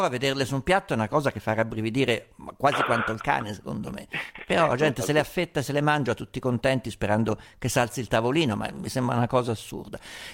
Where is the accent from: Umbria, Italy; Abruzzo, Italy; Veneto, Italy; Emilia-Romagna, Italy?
Umbria, Italy; Ma io vengo dall'Umbria, sai quanti maiali ho visto ammazzare